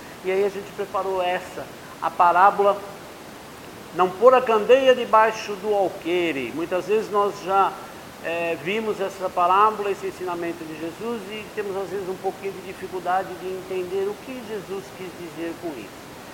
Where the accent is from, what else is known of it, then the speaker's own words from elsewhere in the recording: São Paulo, Brazil; estou aqui com a minha esposa Neide. Nós somos lá do Jardim Tremembé.